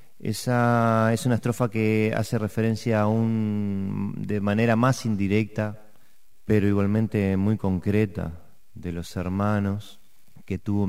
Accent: Uruguay; si bien nos quejamos seguido como buenos uruguayos

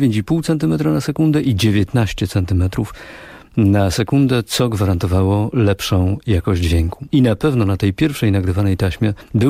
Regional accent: Silesian Voivodeship, Poland; Pochodzę z tego regionu kraju, gdzie w tym dniu, w Wigilię Bożego Narodzenia, otrzymywało się prezenty i te prezenty w naszym regionie, na Górnym Śląsku, przynosiło dzieciątko.

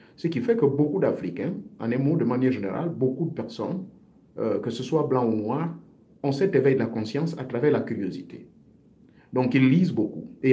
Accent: Gabon; j'ai suivi ma propre initiation dans le rite ancestral de chez moi au Gabon.

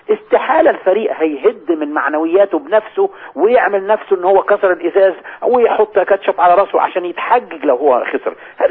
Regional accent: Egypt; فلما الفرقة الانشاد الديني علمت ان انا مصري

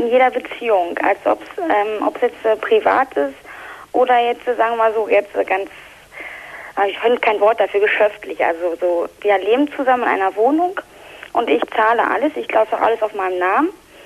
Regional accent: Berlin, Germany; now in Dortmund, Germany; Ich schätze das mal auch, weil ich komme aus Berlin

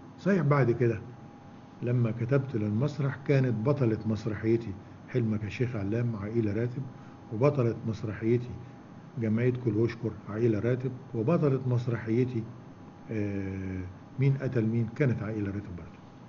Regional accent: Mansoura, Dakahlia, Egypt; إنه عندنا في المنصورة وأنا رايح من المدرسة للبيت أو من المدرسة للمكتبة أو من البيت للمكتبة أمر على أكثر من دار للسينما

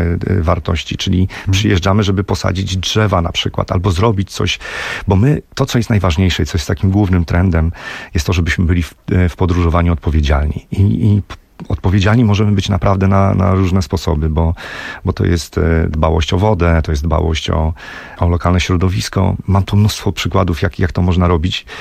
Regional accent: Olsztyn, Warmian-Masurian Voivodeship, Poland; bo my z Krzysztofem jesteśmy z Olsztyna, ludzie z Olsztyna.

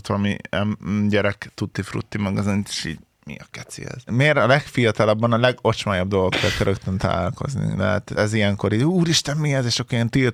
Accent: Tapolca, Veszprém County, Hungary; born there; De igazából Tapolcán születtem, de Veszprémben is laktunk, csak már így keverem, hogy mikor, hol.

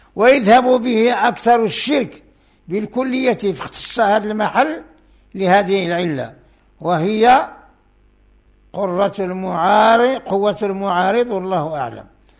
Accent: Morocco; وهنا عندنا في المغرب بعد الأضرحة يطاف بها بالإحرام مثل الكعبة

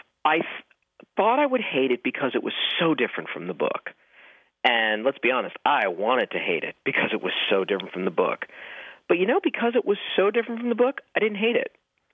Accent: Hollywood, California, United States; growing up in Hollywood, I guess I didn't have that sort of rush that other people might feel. That actually felt more normal.

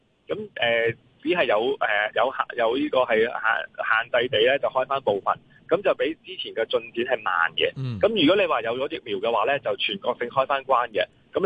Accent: Hong Kong; 就算我哋香港人都去唔到澳門，

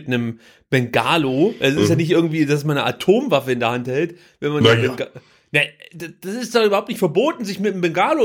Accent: East Germany, Germany; Ich komme aus der DDR, wir durften solche Filme nicht gucken.

